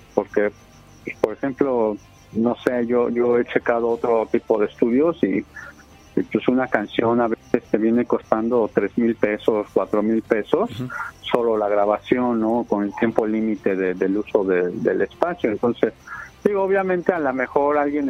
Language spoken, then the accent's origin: Spanish; Mexico; a veces traemos como mexicanos la costumbre de que lo queremos gratis